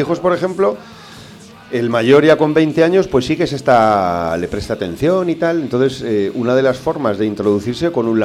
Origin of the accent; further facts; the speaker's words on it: Cariñena, Aragon, Spain; O te vas a mi Sierra del Gairén, que yo soy de Cariñena y lo tenemos al ladito y tal.